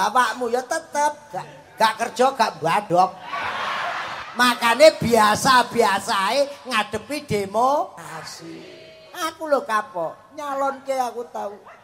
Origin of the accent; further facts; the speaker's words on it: Cepu, Central Java, Indonesia; aku sendiri kan orang Cepu. Jadi saya itu wong Roto, wong Karangboyo, wong Cepu, jadi wong Mbluro